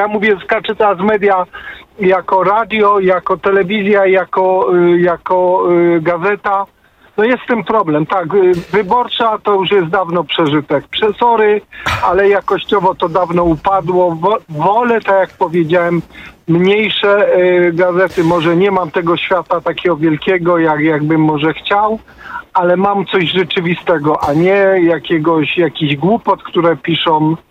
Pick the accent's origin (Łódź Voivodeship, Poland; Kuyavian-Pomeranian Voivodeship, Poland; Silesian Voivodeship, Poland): Silesian Voivodeship, Poland; Katowice; Ja jestem z Katowic